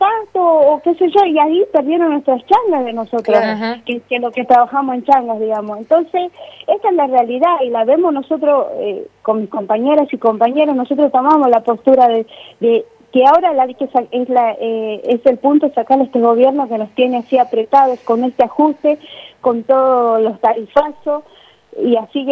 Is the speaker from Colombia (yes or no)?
no; Bolivia; nos está dando esa oportunidad de sentirnos orgullosos de ser bolivianos